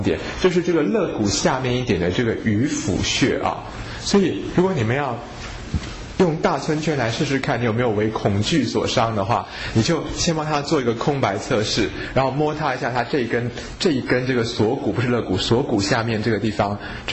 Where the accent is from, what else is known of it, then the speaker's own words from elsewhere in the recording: Taiwan; 可是我们台湾人去旅行呢，就觉得哇好脏啊好恐怖哦